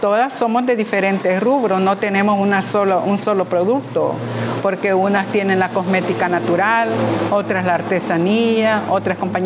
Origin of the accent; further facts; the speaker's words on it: San José Villanueva, La Libertad, El Salvador; en mi caso soy de San José Villanueva